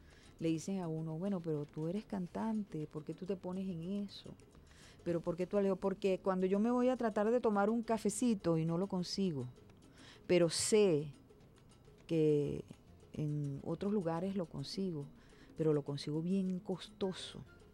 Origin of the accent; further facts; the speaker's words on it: Venezuela; soy hija de una colombiana … Y yo viví en las dos posibilidades, pocas veces en Colombia, porque nosotros toda la vida vivimos, yo nací aquí en Venezuela, yo soy más de madre colombiana